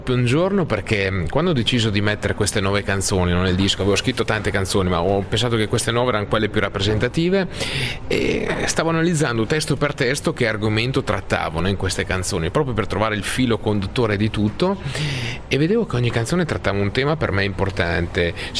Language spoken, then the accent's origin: Italian; Emilia-Romagna, Italy; forse da buon emiliano cerco di vedere sempre le cose positive